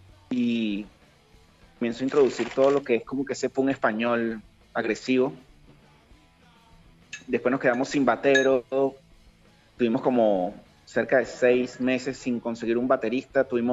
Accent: Venezuela; now in Uruguay; Soy venezolano y vivo en Uruguay.

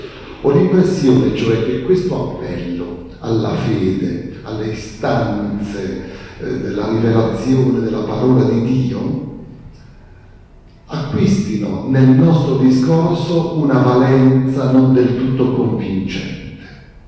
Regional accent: Savona, Liguria, Italy; now in Trento, Italy; vengo da Savona, ma sono insegnante qui all'Istituto di Trento, quindi sono trentino in questo.

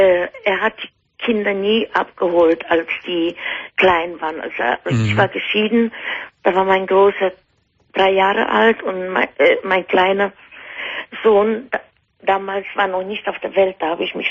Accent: Poland; German is a second language; now in Germany; Also ich komme ja aus Polen.

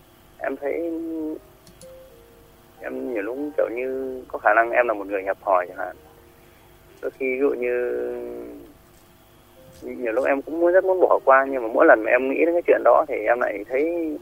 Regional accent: Hải Dương, Vietnam; now in Đắk Nông, Vietnam; Em à, em ở ngoài Hải Dương chị.

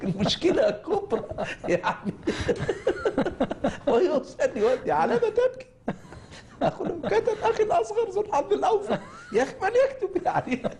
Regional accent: Egypt; now in Cairo, Egypt; إحنا في قريتنا يضاعفون أداة التعريف للمية، فلا تصبح المية وإنما تصبح لمية، فعندما نقول هذا يضحك السكان

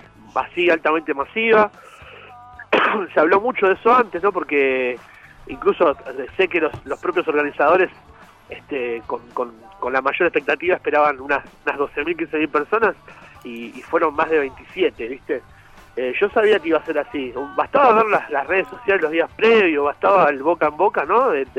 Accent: Hurlingham, Buenos Aires Province, Argentina; Yo soy de Hurlingham, sí.

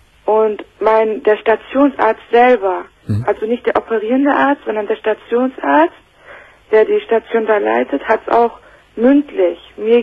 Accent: Turkey; also ich bin Türkin, das Kind wurde nach Türkei gebracht

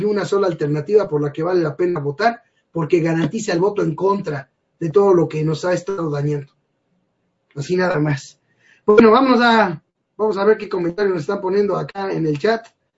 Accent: Mexico; yo no he visto una sola ganancia para mí como mexicano.

